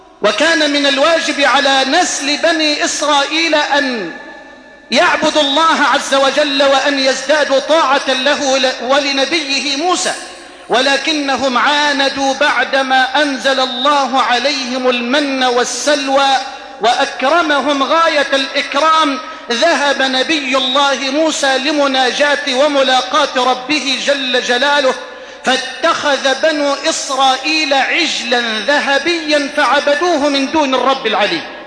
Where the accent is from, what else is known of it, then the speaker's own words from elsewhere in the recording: Egypt; هذه إلى بلدنا مصر